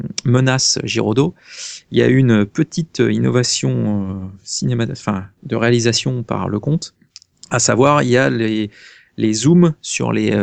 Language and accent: French; Namur, Wallonia, Belgium; Je suis de Namur.